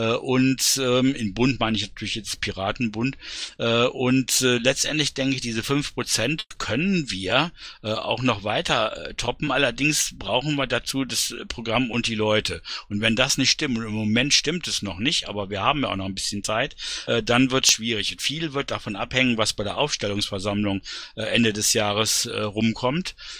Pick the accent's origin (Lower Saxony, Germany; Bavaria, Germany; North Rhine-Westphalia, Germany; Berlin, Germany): Berlin, Germany; Also ich kann dazu sagen, als Berliner, es ist sogar noch ein Stückchen positiver, als du es dargestellt hast.